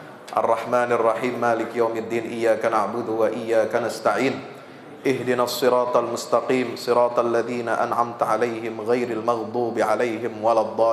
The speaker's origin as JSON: {"language": "Indonesian", "town": "Pekojan", "region": "Jakarta", "country": "Indonesia", "said": "ternyata saya juga orang Pekojan"}